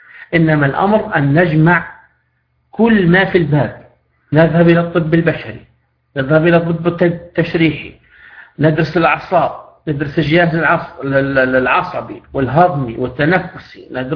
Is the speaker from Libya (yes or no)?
yes; Libya; بحكم أني راقي ومعالج في بلدي ليبيا